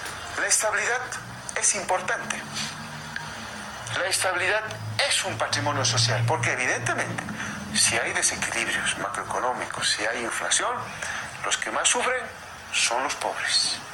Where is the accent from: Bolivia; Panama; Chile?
Bolivia; si somos capaces los bolivianos de generar dinero